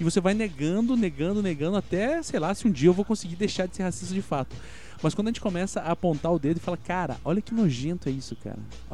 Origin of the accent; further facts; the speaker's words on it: Curitiba, Paraná, Brazil; eu sou sulista aqui, né, cara? Todo mundo que ouve deve saber que eu sou de Curitiba e tal. Eu sou branco, sou classe média.